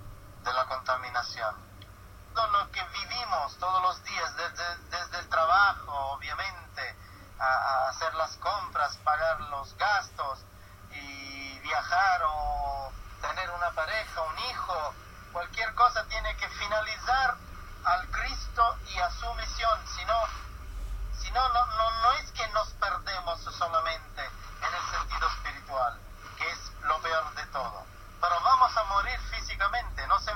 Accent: Sicily, Italy; Spanish is a second language; Descubrí que en Sicilia, en mi tierra

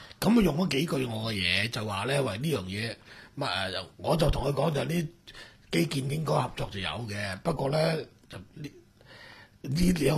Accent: Macau; born or raised there

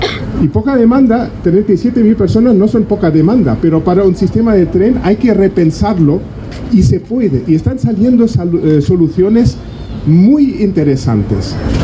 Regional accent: Germany; now in Granada, Spain; Bueno, soy alemán, pero granadino alemán de muchísimos años.

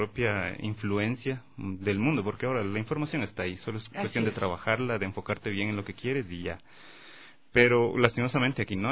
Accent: Ecuador; porque al final somos ecuatorianos y todo el sonido está ahí.

